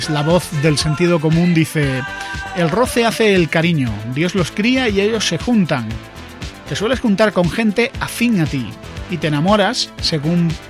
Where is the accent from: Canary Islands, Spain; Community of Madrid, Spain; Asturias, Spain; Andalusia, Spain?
Andalusia, Spain; no soy de Vera. Yo soy de una ciudad de Andalucía.